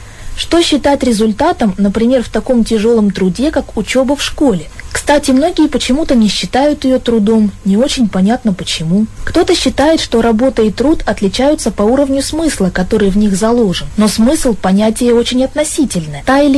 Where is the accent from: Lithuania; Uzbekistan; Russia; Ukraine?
Russia; Chelyabinsk, Chelyabinsk Oblast; я из Челябинска.